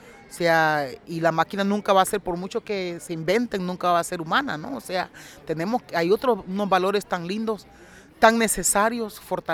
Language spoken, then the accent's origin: Spanish; Honduras; Y yo siempre digo, bueno, mis hijos, mis hijas merecen otro destino, Honduras merece otro destino.